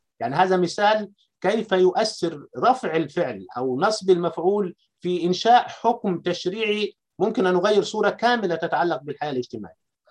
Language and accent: Arabic; Upper Egypt, Egypt; أنا كريفي صعيدي عاصرت فكرة العرجون